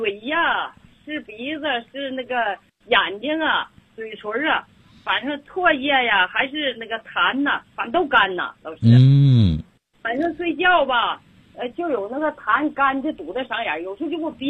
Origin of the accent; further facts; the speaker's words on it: Bei'an, Heilongjiang, China; 我来自黑龙江北安，